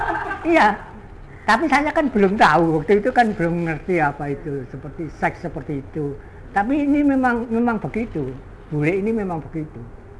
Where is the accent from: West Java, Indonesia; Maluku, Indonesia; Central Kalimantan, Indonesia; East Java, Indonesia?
East Java, Indonesia; Surabaya; saya bersumpah di Surabaya itu sudah lama sekali, mulai zaman Jepang sampai zaman saya jadi pegawai. Karena itu sampai sekarang ini saya arek Surabaya.